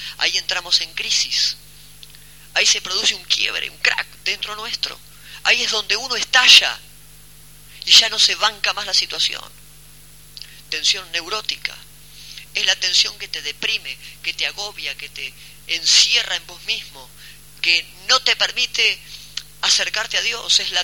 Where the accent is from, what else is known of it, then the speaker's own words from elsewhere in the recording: Mar del Plata, Buenos Aires Province, Argentina; cuando nosotros los que somos de Mar del Plata vamos a la playa